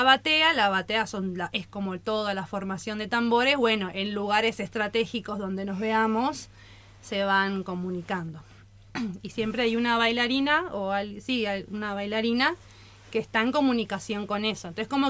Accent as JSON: {"language": "Spanish", "region": "Buenos Aires", "country": "Argentina", "said": "Me vine de Buenos Aires, de Floresta, dejé el oeste"}